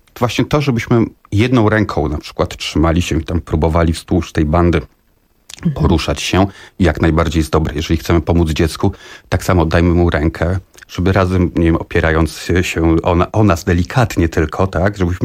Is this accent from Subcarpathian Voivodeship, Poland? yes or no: no; Warsaw, Masovian Voivodeship, Poland; No, od małego tak naprawdę. Zaczynałem tutaj u nas na Torwarze, tak, Stegny, więc to od małego, odkąd pamiętam tak naprawdę.